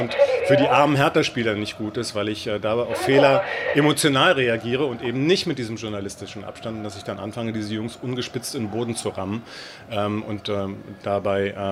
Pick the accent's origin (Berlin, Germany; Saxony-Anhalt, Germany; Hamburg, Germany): Berlin, Germany; ich bin Berliner und als Fan von Hertha BSC sozialisiert worden